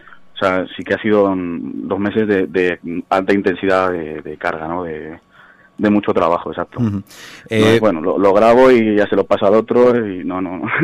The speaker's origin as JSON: {"language": "Spanish", "town": "Palencia", "region": "Castile and León", "country": "Spain", "said": "yo soy de Palencia"}